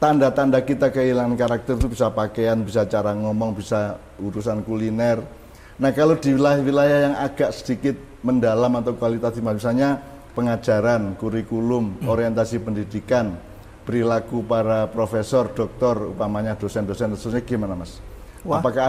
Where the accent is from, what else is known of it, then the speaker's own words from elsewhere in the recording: Java, Indonesia; Saya orang Jawa, saya lebih tua dari itu semua.